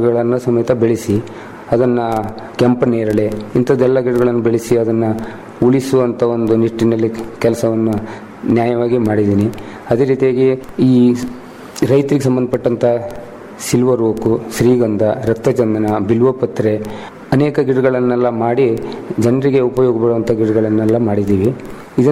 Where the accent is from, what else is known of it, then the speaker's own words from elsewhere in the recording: Belambar, Karnataka, India; ನಾನು ಮೂಲತಃ ಅಂಕೋಲ ತಾಲೂಕಿನ ಬೆಳಬಂದರ್ ಊರಿನವನಾಗಿದ್ದರಿಂದ